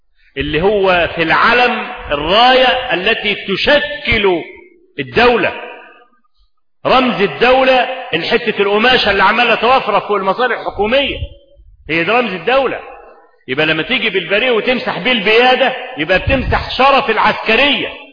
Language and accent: Arabic; Egypt; وهو موجود عندنا في مصر لحد النهارده